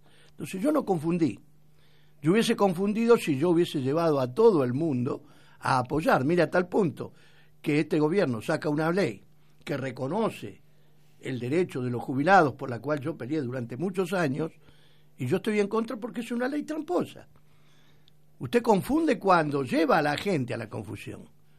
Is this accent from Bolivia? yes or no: no; Argentina; yo tengo mi conducta política y mi conducta como argentino